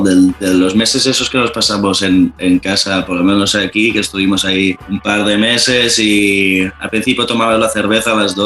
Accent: Barcelona, Catalonia, Spain; porque yo soy de Barcelona y bueno, aquí hablamos catalán y castellano también, ¿no? Pero digamos que la lengua aquí oficial es el catalán.

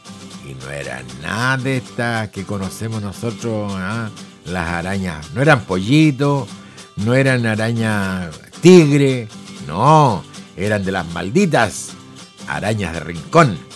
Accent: Concepción, Biobío, Chile; Soy de Concepción, Chile, digo yo.

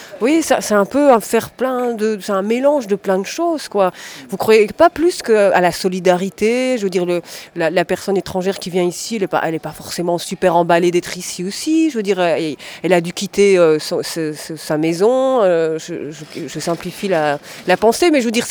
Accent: Belgium; born there; je suis née ici en Belgique

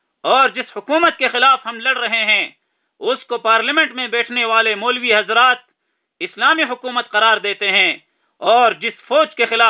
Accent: Pakistan; لیکن بطور تعارف اپنے ہی وطن پاکستان میں ہم نے جہاد کا سلسلہ شروع کیا

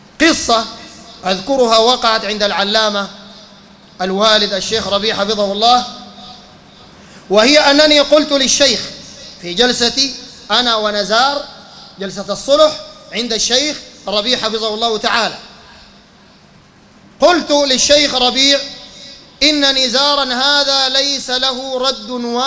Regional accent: Sudan; لا من حيث العدد ولا من حيث التأثير وانتشار العقائد عندنا في السودان

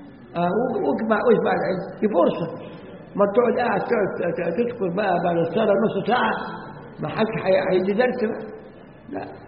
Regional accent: Egypt; يجي ناس عندنا في مصر يمضي ويخرج

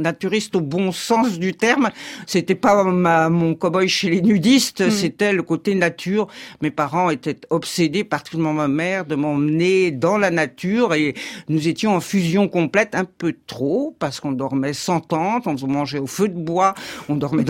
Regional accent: Versailles, Île-de-France, France; born there; Je suis née à Versailles. Moi, j'étais au lycée de jeunes filles de Versailles avec la blouse

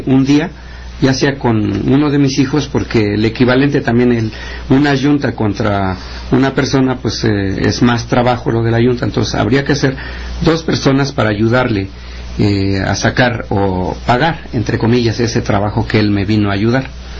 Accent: Tilantongo, Oaxaca, Mexico; Lo que no sucede en Tilantongo, en mi pueblo, hay 20 agencias

